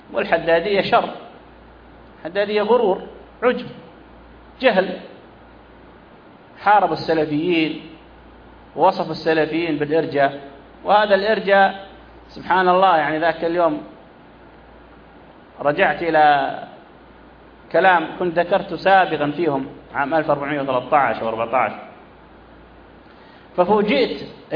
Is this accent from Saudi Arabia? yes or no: yes; Saudi Arabia; ثم حصلت تفجيرات عندنا في السعودية كثيرة